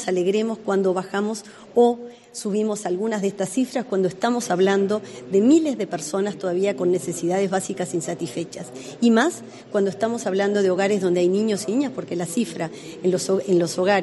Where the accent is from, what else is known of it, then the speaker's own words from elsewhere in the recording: Uruguay; no es una cifra que como uruguayos nos debe decir que realmente vamos en el camino correcto.